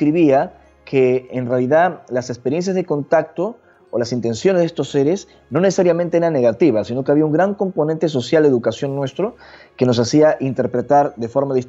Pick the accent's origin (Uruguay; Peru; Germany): Peru; Yo nací y crecí en Perú, como ya mencionamos, y es un país fecundo de misterios